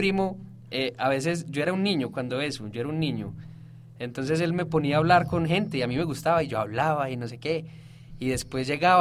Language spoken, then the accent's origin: Spanish; Antioquia, Colombia; saben que soy de Colombia, saben que soy de Antioquia.